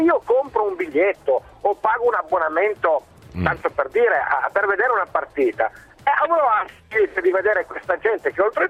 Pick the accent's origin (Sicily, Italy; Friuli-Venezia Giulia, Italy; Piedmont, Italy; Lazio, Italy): Piedmont, Italy; Turin; Io sono di Padova di passaggio, ma sono di Torino.